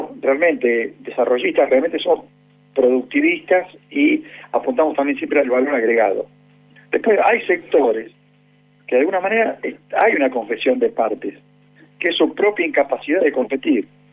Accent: Argentina; que somos los habitantes de la Argentina

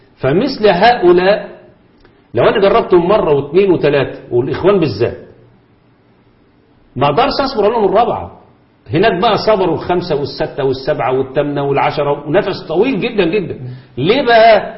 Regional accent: Egypt; أو حتى عندنا في مصر

